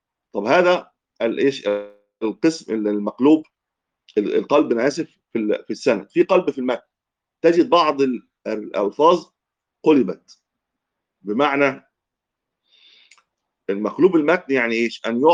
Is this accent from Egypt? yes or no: yes; Egypt; حتى لما العوام عندنا في مصر يعني لما يغلط يقول يا عم أنا غلطت في